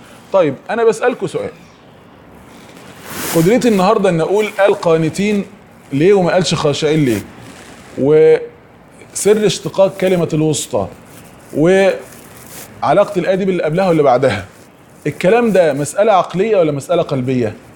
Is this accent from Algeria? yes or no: no; Egypt; يعني احنا مثلا عندنا في مصر جاب حاجة يعني ايه؟